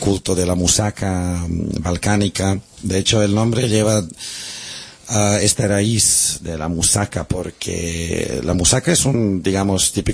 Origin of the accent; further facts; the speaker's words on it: Serbia; Yo soy serbio, pero francés, soy catalán, soy músico.